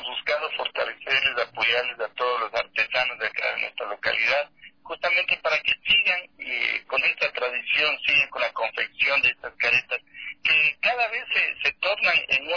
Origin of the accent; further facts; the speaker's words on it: Ecuador; Es decir, que debemos conocer primero lo nuestro para decir somos ecuatorianos orgullosamente.